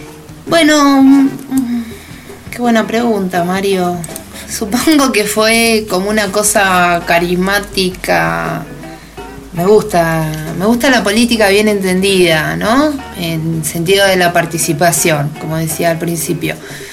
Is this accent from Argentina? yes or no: yes; Argentina; moved away as an adult; me habían pedido que grabe con mi voz de Argentina, que aparte nuestro acento es recotizado.